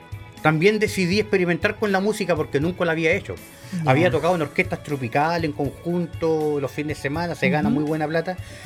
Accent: Quilpué, Valparaíso, Chile; born there; Soy nacido en Quilpué.

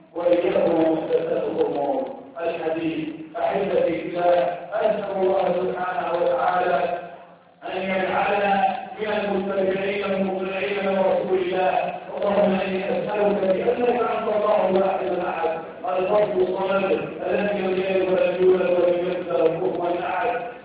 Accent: Egypt; اللهم اجعل بلدنا مصر بلد امن وامان

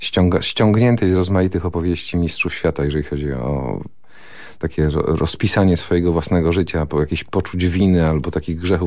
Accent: Greater Poland Voivodeship, Poland; Ale mentalnie chyba jestem taką mieszanką rozmaitych rzeczy, czyli urodziłem się i wychowałem mentalnie w Wielkopolsce

